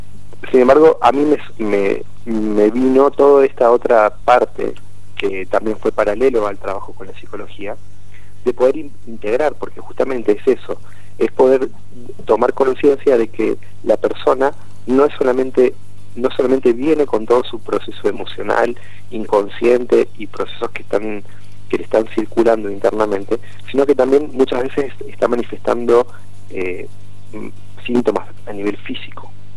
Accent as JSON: {"language": "Spanish", "region": "Córdoba", "country": "Argentina", "said": "De Córdoba, de la Sierra."}